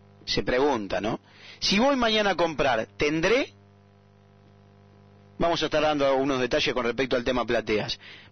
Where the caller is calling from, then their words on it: Comodoro Rivadavia, Chubut, Argentina; de Comodoro